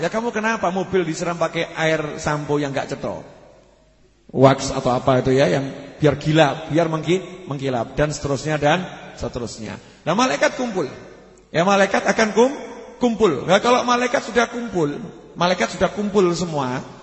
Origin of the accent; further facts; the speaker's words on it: Java, Indonesia; Saya sebagai orang Jawa tersinggung kok begitu-begitu kan.